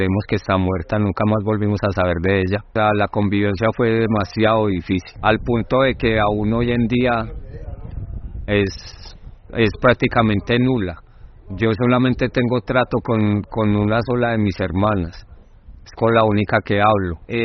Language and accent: Spanish; Manizales, Caldas, Colombia; Yo nací en Manizales y nací en el seno de una familia católica, criado en Manizales hasta pues... Sí, hasta casi la mayoría de edad, aunque desde joven, desde los 13, 14 años, empecé a salir de mi casa y a andar por el país.